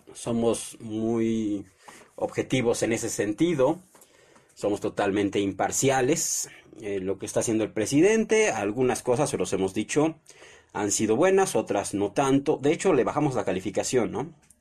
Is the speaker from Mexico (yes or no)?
yes; Mexico; Todos somos ciudadanos mexicanos.